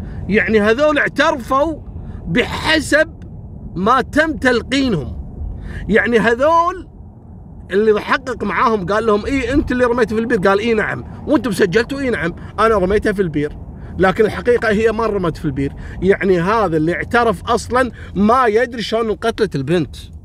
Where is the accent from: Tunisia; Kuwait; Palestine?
Kuwait; يعني احنا عندنا في الكويت صارت قضية الميموني